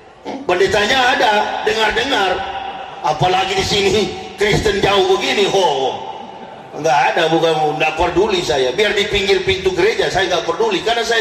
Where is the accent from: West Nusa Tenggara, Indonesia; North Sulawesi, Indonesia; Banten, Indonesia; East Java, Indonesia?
North Sulawesi, Indonesia; Manado; Saya dari Manado, lahir di Manado, besar di Manado.